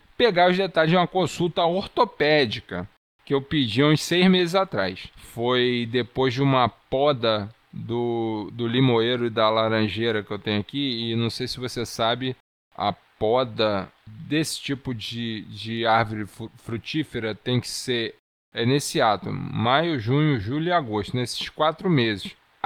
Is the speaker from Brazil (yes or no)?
yes; Niterói, Rio de Janeiro, Brazil; manter você conterrâneo ligado nos Paranauê da Cidade Sorriso da Boca Desdentada